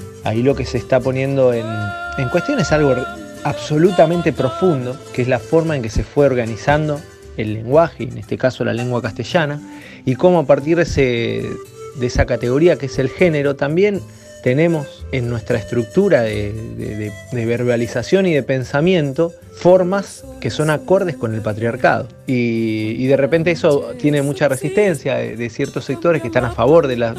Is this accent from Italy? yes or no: no; Capitán Bermúdez, Santa Fe, Argentina; de Capitán Bermúdez